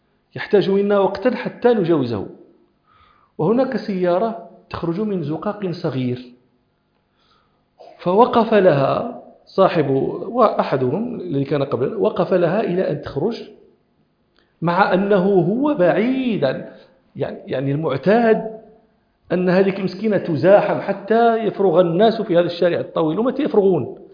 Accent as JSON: {"language": "Arabic", "country": "Morocco", "said": "كان الإسبان فيها يشتغلون عندنا في المغرب في حقولنا"}